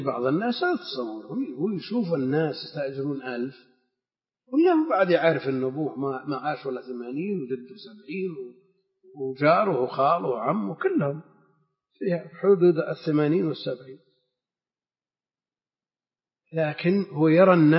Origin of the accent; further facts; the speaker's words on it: Najd, Saudi Arabia; المقصود ان مثل هذا كان موجود عندنا في نجد وكثير